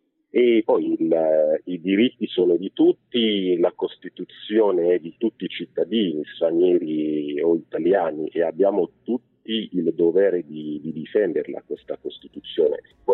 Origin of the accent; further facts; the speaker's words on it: Cameroon; Dall'età di 5 anni io scopro l'Italia attraverso i mondiali di calcio Italia 90. Mm-hmm. Il mio paese, il Camerun, partecipò a quei mondiali